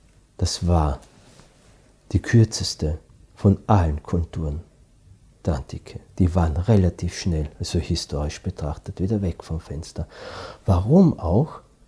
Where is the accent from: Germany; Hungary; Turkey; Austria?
Austria; Ich bin ja Österreicher und ich arbeite ja international.